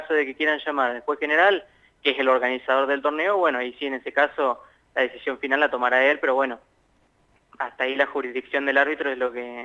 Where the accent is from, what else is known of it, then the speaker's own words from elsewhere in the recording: La Pampa, Argentina; Soy yo de La Pampa